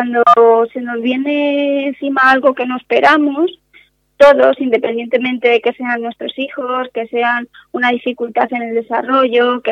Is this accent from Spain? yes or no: yes; Castilla-La Mancha, Spain; en Castilla-La Mancha, que es de donde yo vengo, no se oye mucho.